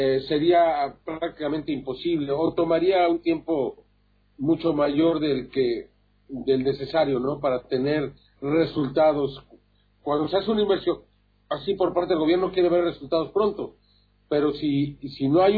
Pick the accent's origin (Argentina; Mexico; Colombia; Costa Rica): Mexico; aquí en mi país, cuando hay tal cantidad de violencia, ¿no? Cuando la mayoría de los mexicanos